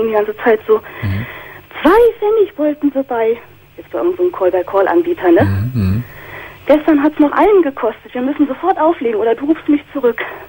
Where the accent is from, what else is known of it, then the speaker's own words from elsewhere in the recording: Northern Germany, Germany; Also ich komme aus Norddeutschland